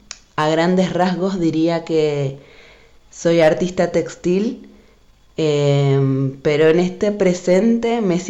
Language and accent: Spanish; Venezuela; now in Argentina; soy venezolana y hace muchos años que estoy viviendo en Argentina y hace bastantes años también acá en el Valle. Y bueno, yo nací en el año 86